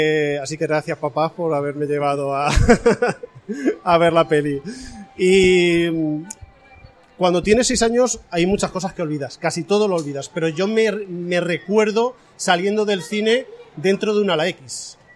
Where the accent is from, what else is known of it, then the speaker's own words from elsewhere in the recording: Aspe, Valencian Community, Spain; yo soy de Aspe, me traen a Alicante, ya es un cambio